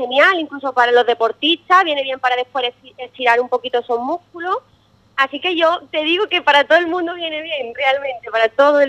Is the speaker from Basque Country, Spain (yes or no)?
no; Arcos, Andalusia, Spain; yo soy de Arcos y cuando llegué aquí había un poco de duda, ¿no? Yo llegué el año pasado aquí, volví a Arcos